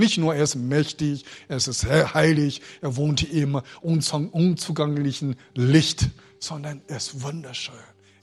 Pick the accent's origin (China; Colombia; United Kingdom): China; German is a second language; Besonders chinesische Christen. Also die Chinesen sind, ich würde sagen, also mein Volk hatte die Gabe, geduldig zu sein.